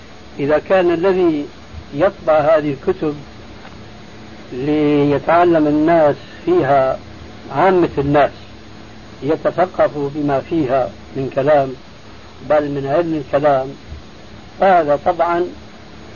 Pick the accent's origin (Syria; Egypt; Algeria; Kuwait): Syria; كما يقول عندنا في الشام قشرة بصله